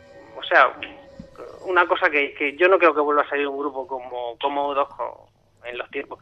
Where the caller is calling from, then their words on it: Murcia, Region of Murcia, Spain; de Murcia, que os he llamado alguna vez.